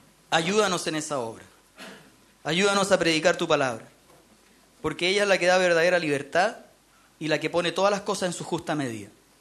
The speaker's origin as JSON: {"language": "Spanish", "country": "Chile", "said": "Formamos parte de esta sociedad, somos chilenos, formamos parte de nuestro país, no podemos estar enajenados."}